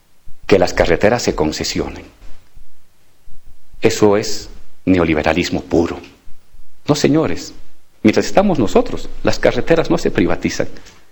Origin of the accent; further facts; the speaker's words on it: Bolivia; somos los bolivianos, no una empresa extranjera